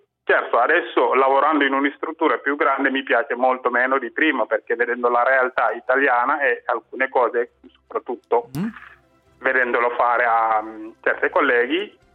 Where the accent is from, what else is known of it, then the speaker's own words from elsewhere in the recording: Dakar, Senegal; Italian is a second language; moved away as an adult; now in Italy; Io sono del Senegal. Sono del Senegal, sono nato e cresciuto a Dakar. Sono arrivato in Italia all'età di 22 anni